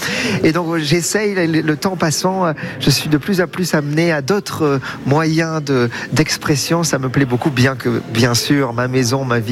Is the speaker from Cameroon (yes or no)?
no; Bordeaux, Nouvelle-Aquitaine, France; born there; now in Paris, France; Je suis né à Bordeaux en effet, toujours attaché à mes racines, mais ma maison est à Paris en ce moment.